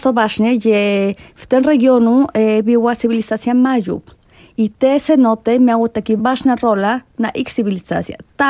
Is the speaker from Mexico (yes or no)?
yes; Puebla, Mexico; Polish is a second language; also born or lived in Veracruz; Ja urodziłam się w Veracruz, to jest na Zatoce Meksykańskiej, chociaż mieszkałam całe życie w Puebli. Dlatego ja zawsze mówię, że jestem z Puebla.